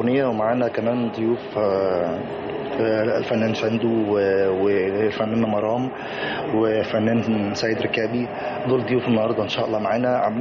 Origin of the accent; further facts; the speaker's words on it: Egypt; انا يعني مصري نوبي، بس مش الاصول النوبية بس.